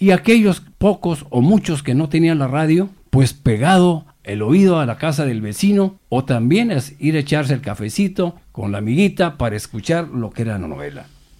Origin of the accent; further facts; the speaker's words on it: Mexico; tanto en mi país México como en España